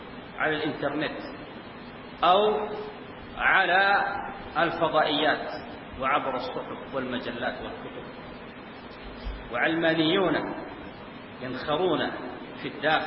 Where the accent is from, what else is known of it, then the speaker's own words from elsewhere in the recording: Sudan; متأخر عندنا في السودان